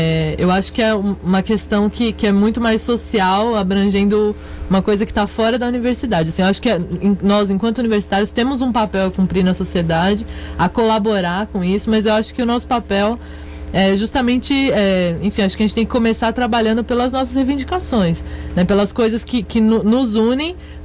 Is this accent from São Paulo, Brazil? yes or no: yes; São Paulo, Brazil; born there; eu sou nascida em São Paulo